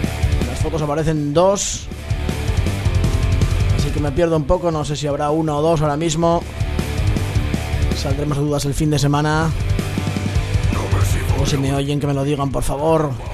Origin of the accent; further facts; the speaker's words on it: Asturias, Spain; como buen asturiano y como buen mamador de música folk aquí arriba, pues me tenían que gustar.